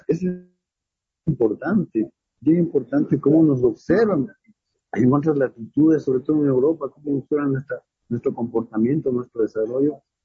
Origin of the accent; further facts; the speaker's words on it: Ecuador; todos entendimos que realmente somos tahuantinsuyanos en Ecuador.